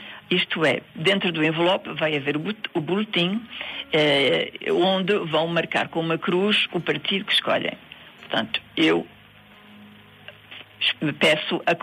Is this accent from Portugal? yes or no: yes; Portugal; moved away; Portanto, somos portugueses que residem fora de Portugal.